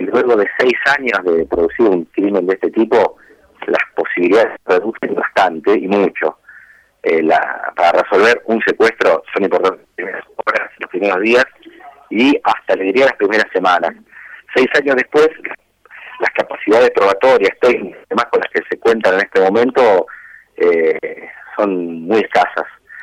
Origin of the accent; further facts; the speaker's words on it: Argentina; como argentinos tenemos que estar orgullosos de que eso ocurra